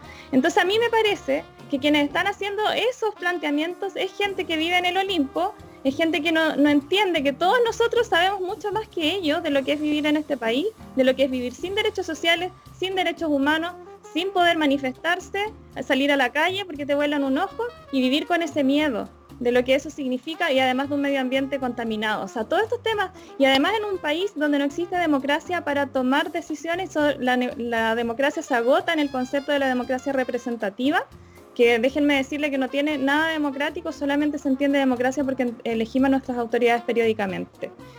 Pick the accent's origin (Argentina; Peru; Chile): Chile; cuáles son las carencias que vivimos siendo chilenas y chilenos